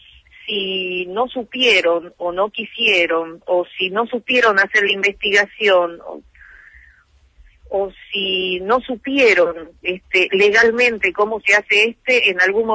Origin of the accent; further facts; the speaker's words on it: Tucumán, Argentina; como tucumana, como madre, me siento muy dolida, y en cuanto vuelva a llegar a mi provincia